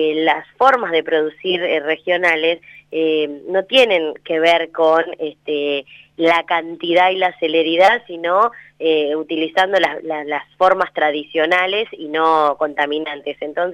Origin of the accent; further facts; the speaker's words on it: General Villegas, Buenos Aires Province, Argentina; la provincia de Buenos Aires, de la que soy parte también, porque soy de General Villegas